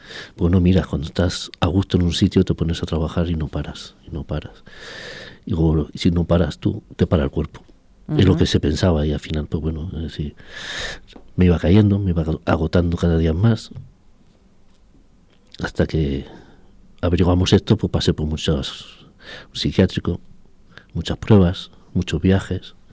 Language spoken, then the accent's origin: Spanish; Talavera de la Reina, Castilla-La Mancha, Spain; Sí, de Talavera.